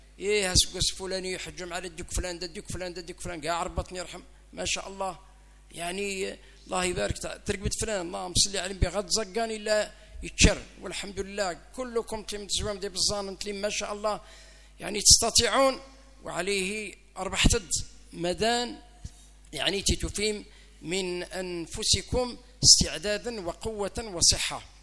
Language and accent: Arabic; Algeria; بلادنا الجزائر ربي يحفظ الجزائر من شرقها إلى غربها ومن شمالها إلى جنوبها